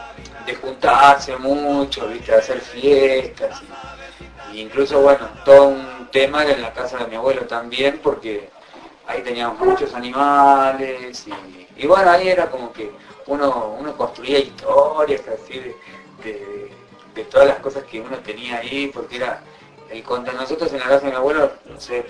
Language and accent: Spanish; Alsina, Buenos Aires Province, Argentina; Y también soy de Argentina. Pero particularmente de un pueblo que se llama Alsina. Que es un pueblo muy chiquito, muy chiquito. Y bueno, ahí me crié